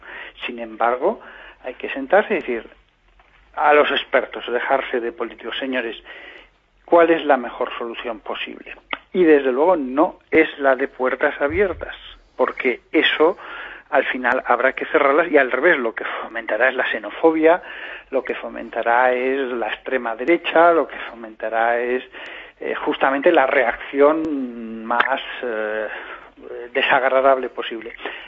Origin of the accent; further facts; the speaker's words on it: Aragon, Spain; Yo hablo con pasión y entusiasmo como buen aragonés que soy